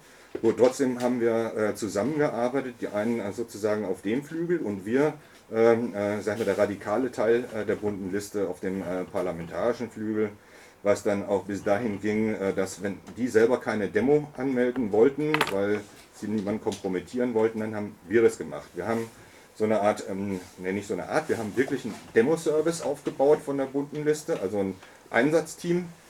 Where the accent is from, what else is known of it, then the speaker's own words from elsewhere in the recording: Hamburg, Germany; das mag sich als Oldie und insbesondere als Hamburger so darstellen